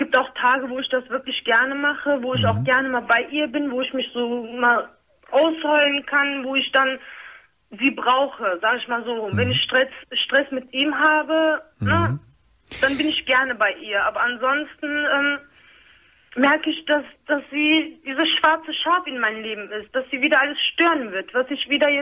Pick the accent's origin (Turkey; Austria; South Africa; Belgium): Turkey; Auch, sagen wir mal so, ich bin Türkin.